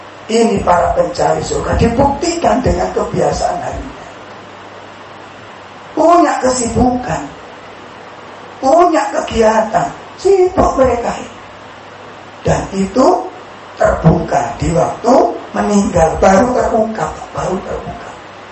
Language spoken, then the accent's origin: Indonesian; Sidokari, Indonesia; Saya punya pohon mangga dulu di kampung saya di sini, Sidokari.